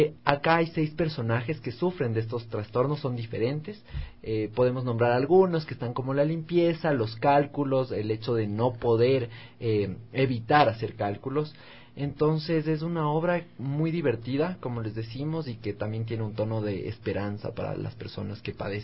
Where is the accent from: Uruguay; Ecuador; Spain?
Ecuador; algunos personajes que están muy establecidos a cómo somos los ecuatorianos.